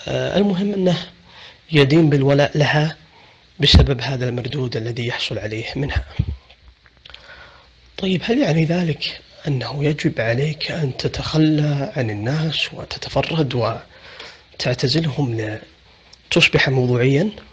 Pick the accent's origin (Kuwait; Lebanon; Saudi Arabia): Saudi Arabia; عندنا في السعودية وسائل تواصل مفتوحة